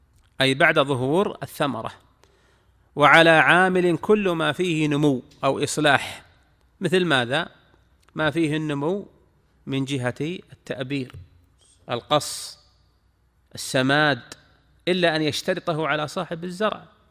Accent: Al-Qassim, Saudi Arabia; هذا وجد عندنا، نعم عندنا في القصيم

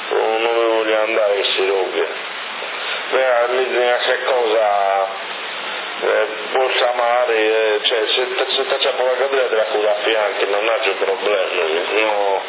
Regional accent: Rome, Lazio, Italy; Capo, io sono romano

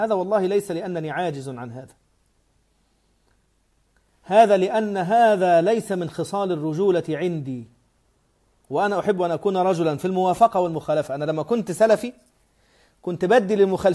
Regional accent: Upper Egypt, Egypt; أنا قبيلتي، أنا راجل صعيدي، قبيلتي بني سليم، وأبي جدتي من الأشراف من آل جعفر بن أبي طالب.

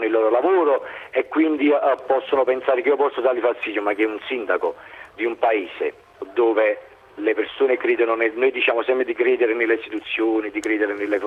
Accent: Cercola, Campania, Italy; nel mio paese a Cercola, in provincia di Napoli.

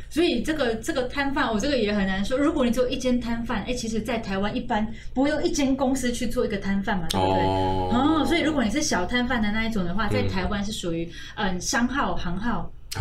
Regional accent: Taiwan; 因为其实我们台湾人是非常欢迎香港人过来的

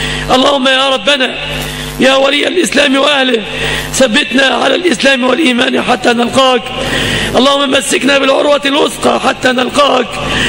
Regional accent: Egypt; سلم بلادنا مصر من كل مكروه وسوء

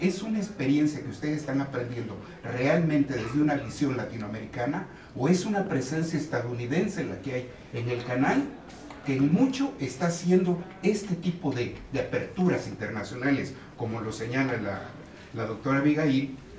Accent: Mexico; tengamos como mexicanos que aprender de lo que son las experiencias

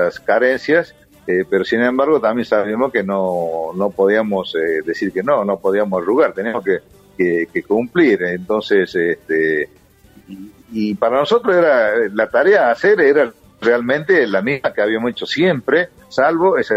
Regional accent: Tucumán, Argentina; yo tucumano, me crié en Tucumán, estudié en Córdoba en la Escuela de Aviación, de ahí fui a Mendoza, a la Escuela de Caza

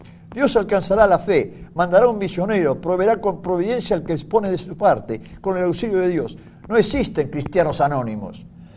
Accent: Argentina; Yo llamo a mi Argentina España, España de ultramar.

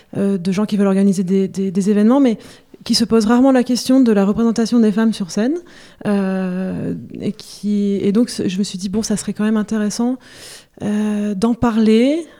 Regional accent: Hauts-de-France, France; also born or lived in Lyon; je suis pas lyonnaise d'origine. Je suis du Nord, donc je retrouve un petit peu.

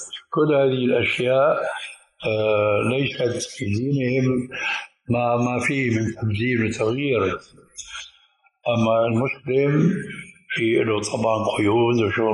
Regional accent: Syria; كانوا عندنا في الشام يسمونها بالبنطلون الإفرنجي

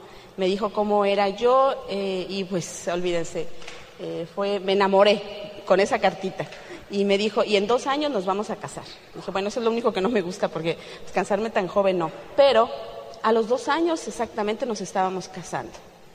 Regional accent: Celaya, Guanajuato, Mexico; also born or lived in Toluca; yo nací en Toluca, Estado de México, que es 45 minutos de la Ciudad de México, pero me crié en Celaya, Guanajuato. Es otro estado totalmente diferente.

